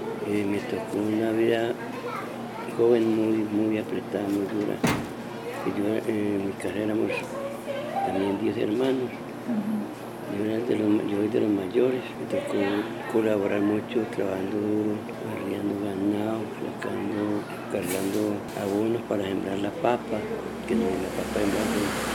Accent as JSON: {"language": "Spanish", "town": "Medellín", "region": "Antioquia", "country": "Colombia", "tie": "born or raised there", "said": "Yo nací en Santa Elena, en el municipio de Medellín, en el año 1937. Soy criado aquí con mucho orgullo, mis padres fueron personas humildes"}